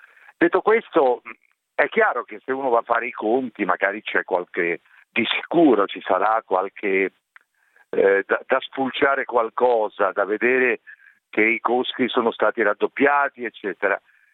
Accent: Genoa, Liguria, Italy; Quindi come italiano, come genovese, sono orgoglioso

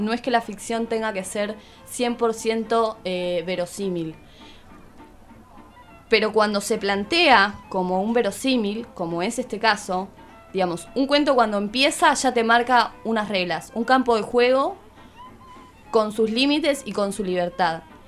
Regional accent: Argentina; En esta otra idea que nos atraviesa como argentinos también

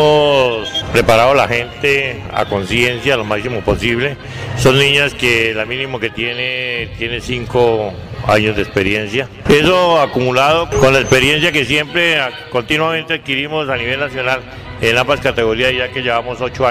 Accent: Fómeque, Cundinamarca, Colombia; Pues soy un ciudadano de Fomeque, el cual le ha dedicado 33 años al deporte del voleibol, que le ha dado frutos a nuestro municipio.

